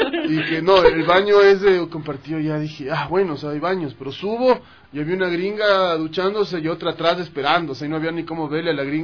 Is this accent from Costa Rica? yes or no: no; Quito, Pichincha, Ecuador; como siempre dije, como quiteños, pucha, es un sueño tocar en ese teatro.